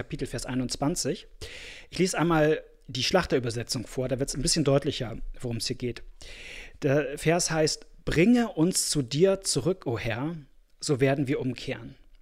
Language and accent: German; Kazakhstan; und da gibt es auch keine Kirchenbücher in dem kleinen Dorf in Kasachstan, wo ich groß geworden bin